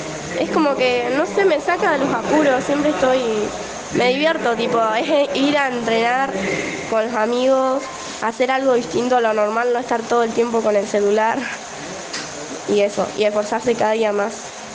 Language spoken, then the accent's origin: Spanish; Sarmiento, Chubut, Argentina; Soy de Sarmiento, tengo 14